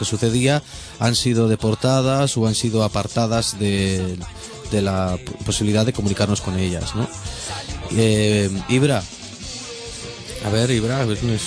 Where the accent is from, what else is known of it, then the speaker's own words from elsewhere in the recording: Barcelona, Catalonia, Spain; born there; yo nací aquí en Barcelona y tengo DNI.